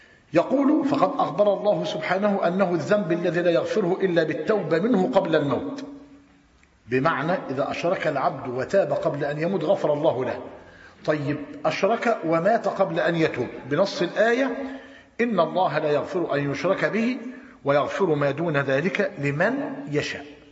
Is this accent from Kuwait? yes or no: no; Tanta, Gharbia, Egypt; خد بالك، عندنا في طنطا أنا قريب منه